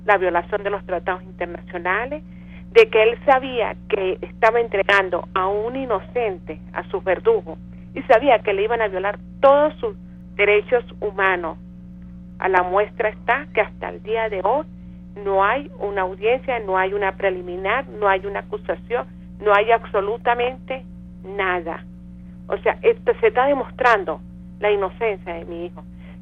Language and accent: Spanish; Venezuela; Yo siempre he hablado como madre, como ciudadana venezolana